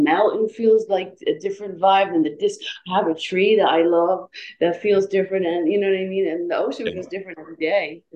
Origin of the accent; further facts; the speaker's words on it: Ireland; Cause, I grew up in Ireland, you know what I mean?